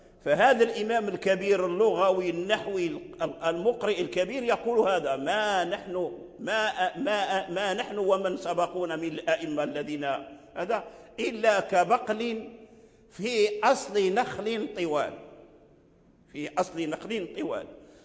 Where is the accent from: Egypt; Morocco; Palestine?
Morocco; Fez, Fès-Meknès; لا أدعي يعني أن أحسن النطق بهذا الحرف، ولا أحد من بلدنا يعني يحسن النطق به، لا فاس ولا غيرها من البلاد